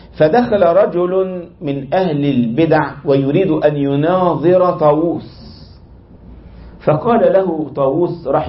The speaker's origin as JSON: {"language": "Arabic", "country": "Egypt", "said": "أذكر عندنا في مصر، ما الكلام ذو شجون، واحد عندنا في مصر من 20 سنة تقريبا"}